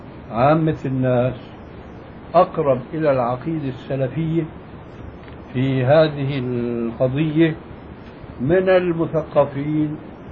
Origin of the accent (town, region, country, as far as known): Syria